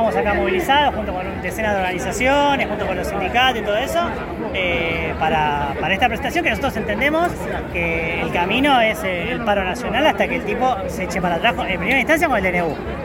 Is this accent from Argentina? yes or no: yes; Buenos Aires, Argentina; La mayoría somos acá de Ciudad de Buenos Aires, que es Buenos Aires.